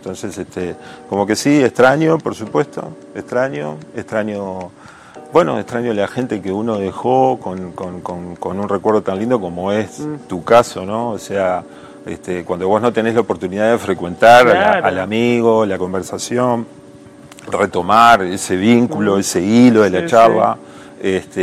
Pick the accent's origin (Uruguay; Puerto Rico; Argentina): Uruguay; Viste que uno a veces tiene como la tentación de definirse como uruguayo por antagonista